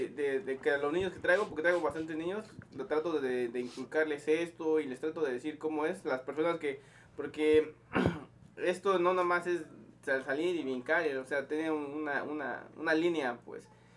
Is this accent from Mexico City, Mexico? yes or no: yes; Valle de Aragón, Mexico City, Mexico; No, yo soy de ahí, de Valle de Aragón.